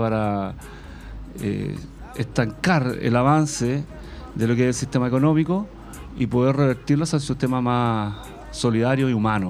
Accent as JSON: {"language": "Spanish", "town": "Puente Alto", "region": "Santiago Metropolitan Region", "country": "Chile", "tie": "born or raised there", "said": "Yo nací en Puente Alto, en la comuna, ya hace 40 y algo años, 40 y largos años acá en la comuna."}